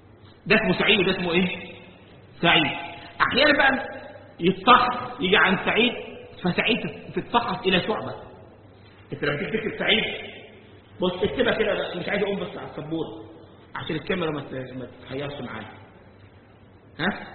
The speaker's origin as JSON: {"language": "Arabic", "country": "Egypt", "said": "يعني كان مرة بيحكى عندنا في مصر"}